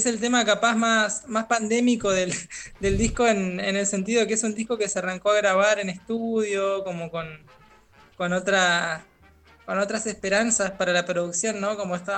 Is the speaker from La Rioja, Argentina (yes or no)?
no; Misiones, Argentina; había contado ahí el compa Juanba, que soy de Misiones, y es así, soy de Misiones y ahora estoy en Misiones